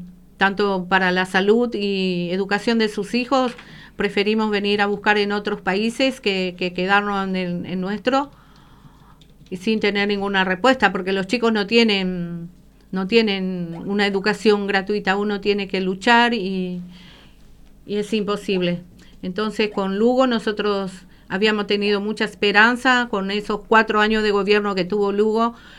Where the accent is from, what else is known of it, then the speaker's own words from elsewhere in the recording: Paraguay; now in Buenos Aires, Argentina; porque nosotros tenemos muchos compatriotas aquí en la Argentina. Acá en Barracas prácticamente somos todos paraguayos, hay muy poca gente de otro país acá, así que esta es una villa de paraguayos